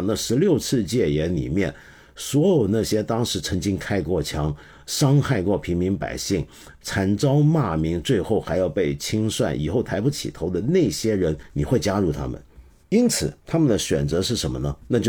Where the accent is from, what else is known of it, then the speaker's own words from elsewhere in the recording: Hong Kong; 基本上就是我们香港话讲，广东人讲的话叫做黑州